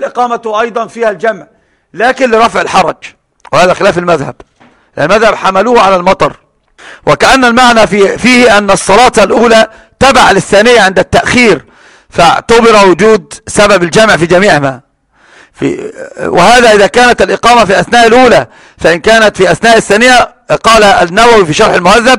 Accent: Alexandria, Alexandria Governorate, Egypt; مطار برج العرب عندنا في الإسكندرية

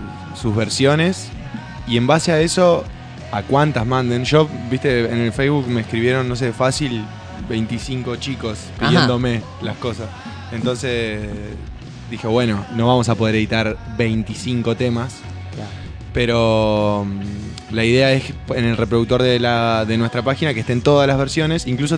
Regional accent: Santa Fe, Argentina; also born or lived in Rosario; O sea, nosotros somos de Santa Fe Capital.

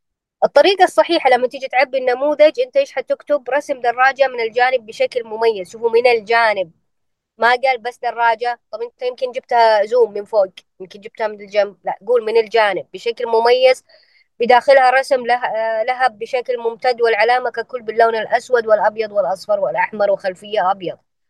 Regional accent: Eastern Province, Saudi Arabia; جدة غير الرياض غير الجنوب غير عندنا في الشرقية

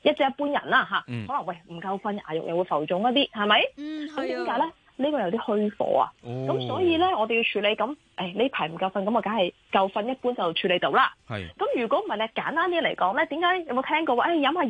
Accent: China; 其實中國咧，我哋中國人都好叻㗎。

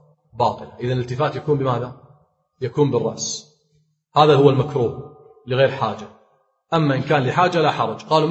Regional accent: Kuwait; حنا نقول عندنا بالكويت يتلوى،

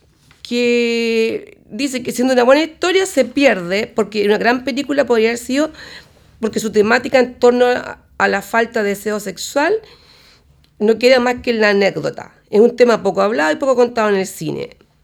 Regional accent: Chile; Un 60, porque soy chilena y porque me identifico con algunas cosas.

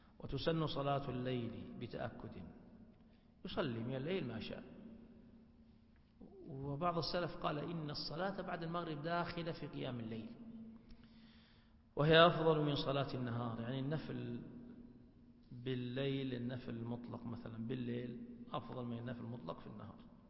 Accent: Hejaz, Saudi Arabia; والعوام عندنا في الحجاز يقولون مثال بسيط عند العوام

